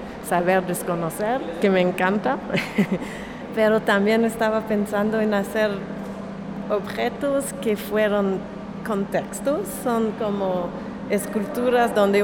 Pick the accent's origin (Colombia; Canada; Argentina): Canada; Montreal, Quebec; Spanish is a second language; now in New York, United States; soy de Montreal, de Canadá, pero vivo en Nueva York